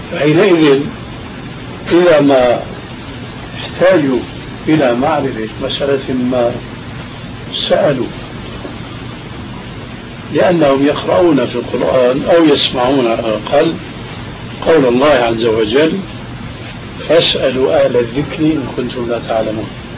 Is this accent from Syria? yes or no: yes; Syria; كما يقولون عندنا في سوريا